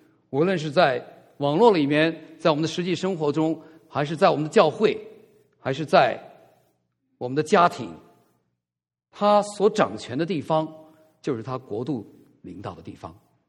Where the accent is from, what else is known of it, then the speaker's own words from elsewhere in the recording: China; 当我们在大陆长大的孩子，我很不喜欢人做君王